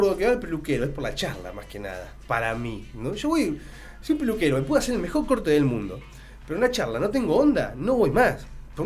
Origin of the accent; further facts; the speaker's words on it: Pergamino, Buenos Aires Province, Argentina; Y me lo corté donde me lo corto siempre. Yo soy de Pergamino